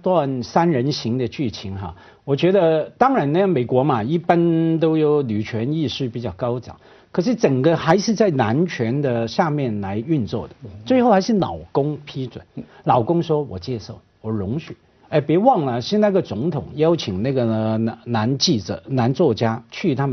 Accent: Hong Kong; 我所以我香港人要小心。

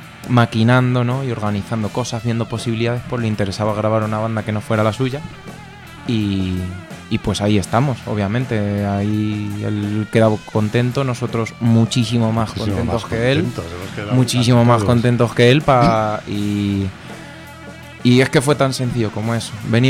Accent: Alcázar de San Juan, Castilla-La Mancha, Spain; él es del Toboso, yo soy de Alcázar de San Juan

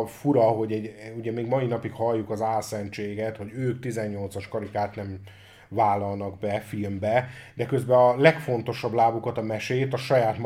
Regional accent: Hungary; magyarok vagyunk

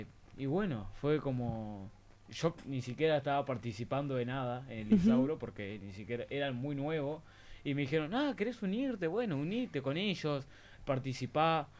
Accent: Uruguay; Yo soy uruguayo, ya muchos ya lo saben.

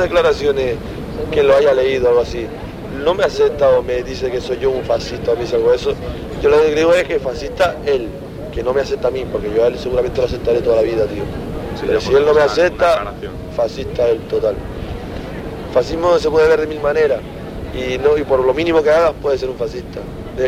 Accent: Canary Islands, Spain; claro, siempre... somos canarios.

